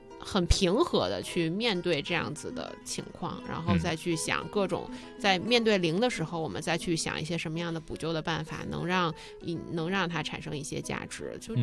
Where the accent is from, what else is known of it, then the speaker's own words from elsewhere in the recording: Beijing, China; 我在北边，其实在亚运村从小就住在那儿